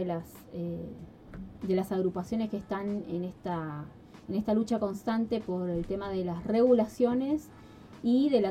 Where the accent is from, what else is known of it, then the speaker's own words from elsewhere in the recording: Argentina; Los argentinos siempre agarramos una palabra, hacemos lo que queremos.